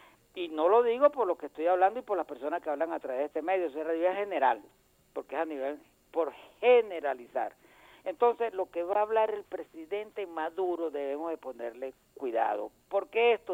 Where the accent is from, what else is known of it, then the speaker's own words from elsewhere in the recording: Venezuela; Yo, como venezolano